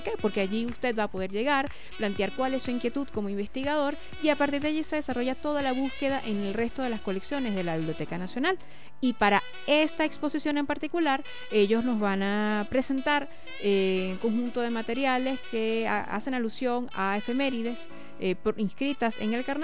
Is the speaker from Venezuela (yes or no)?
yes; Venezuela; lo que somos como venezolanos